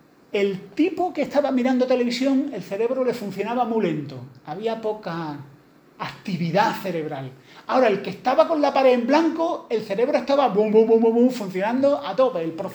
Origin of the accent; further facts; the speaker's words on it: Andalusia, Spain; Esto es una cosa muy andaluza, a lo mejor los que no soy andaluces no lo entendéis.